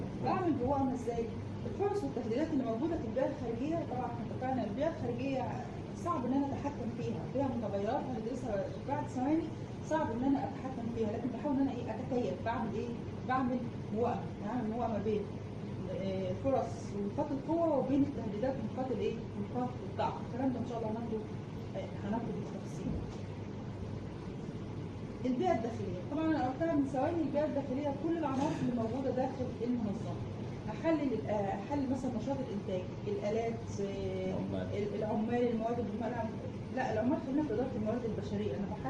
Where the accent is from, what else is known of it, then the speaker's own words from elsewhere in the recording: Egypt; فاحنا مثلا عندنا في مصر معظم الادويه